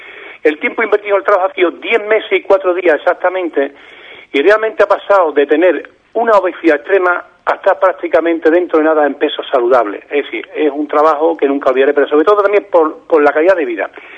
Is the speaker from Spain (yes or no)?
yes; Ubrique, Andalusia, Spain; voy a hacer una entrevista en mi pueblo, en Ubrique